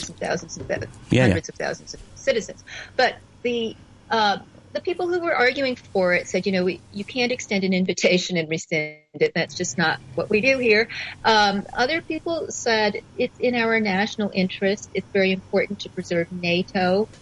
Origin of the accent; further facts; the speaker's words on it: United States; But for me, as an American watching this, I wish that we had that level of, you know, sort of cooperative dialogue.